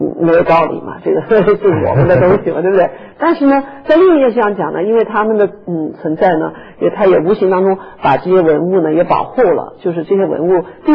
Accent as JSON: {"language": "Chinese", "country": "China", "tie": "born or raised there", "moved": "as an adult", "said": "我算是在中国长大的，也很大了才去外国。当然我在外国也很多年，我现在讲英文也都听不出来了，"}